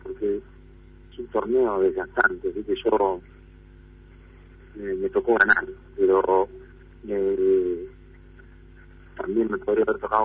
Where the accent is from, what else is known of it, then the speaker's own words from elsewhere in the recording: Argentina; Y que somos de ahí, y que somos de Argentina